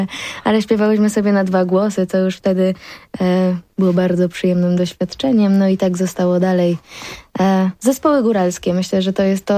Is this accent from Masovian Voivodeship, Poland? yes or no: no; Zakopane, Lesser Poland, Poland; jakżeż tak można być z gór, że nie jesteś miastowa w ogóle. No i tak, tak było, ale się teraz tego nie wstydzę. Jestem ze wsi.